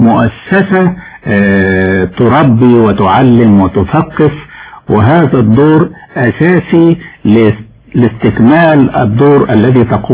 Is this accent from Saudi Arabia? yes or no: no; Egypt; فأنا تصورت كما كان الحال في ذلك الوقت عندنا في مصر